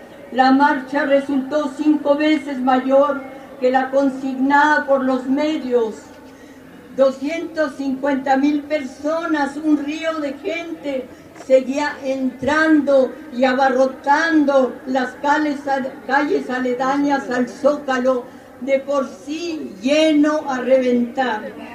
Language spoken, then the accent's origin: Spanish; Mexico; Somos miles los mexicanos que no nos sentimos representados